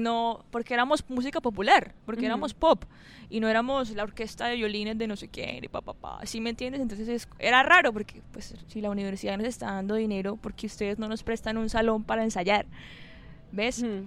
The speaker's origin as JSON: {"language": "Spanish", "region": "Santander", "country": "Colombia", "said": "a mí como santandereana, ¿qué me corresponde? Mi páramo."}